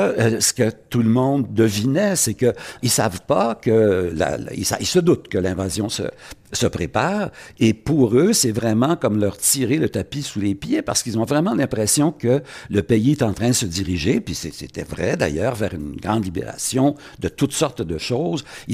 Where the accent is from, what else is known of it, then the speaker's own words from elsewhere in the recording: Quebec, Canada; je ne suis pas un gros méchant américain, je suis un Québécois, un Canadien